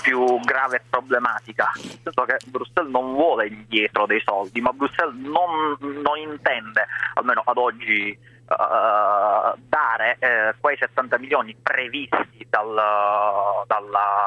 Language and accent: Italian; Sicily, Italy; Io che sono siciliano la maggior parte non conoscevo, devo dire, questa festa del Taratata